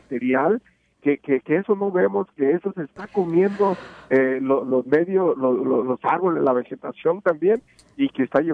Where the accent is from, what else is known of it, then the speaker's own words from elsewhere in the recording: Mexico; En mi pueblo, en mi país, que es México, yo veo mucha gente